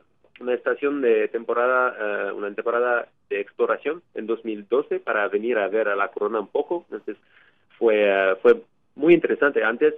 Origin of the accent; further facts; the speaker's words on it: Quebec, Canada; also born or lived in Ontario; yo hice mis estudios universitarios en Quebec, de donde soy, en la Universidad de Montreal, y después hice una maestría en Ontario, en Canadá.